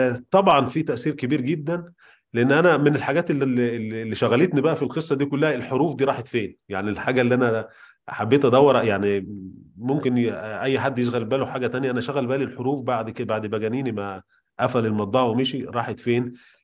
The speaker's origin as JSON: {"language": "Arabic", "country": "Egypt", "said": "وبدأوا تكوين أول مطبعة عندنا في مصر"}